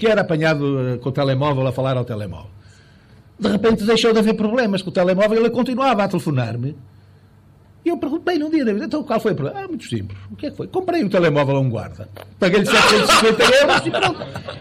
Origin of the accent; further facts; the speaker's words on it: Vila Chá do Marão, Porto, Portugal; Nós devíamos muito aprender na minha terra, que é aqui uma freguesia de Amarante, Vila Chá do Marão